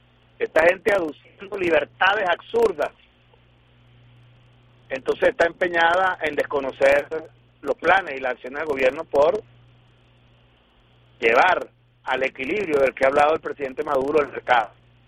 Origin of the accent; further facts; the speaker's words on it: Venezuela; tener que hablarlo en estos términos como venezolanos respecto a nuestro propio país